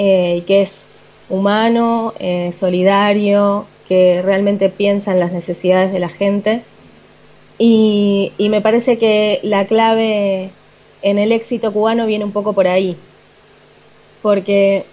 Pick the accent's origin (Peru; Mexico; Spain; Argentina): Argentina; O sea, no, soy argentina.